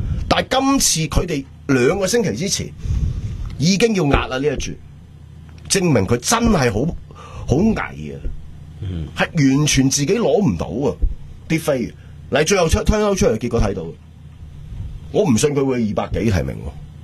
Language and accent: Cantonese; Hong Kong; 你大镬过我香港人啊！